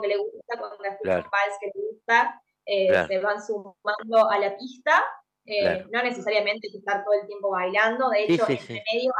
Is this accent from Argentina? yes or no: yes; Córdoba, Argentina; also born or lived in Rosario; En Rosario, pero me crié en Córdoba.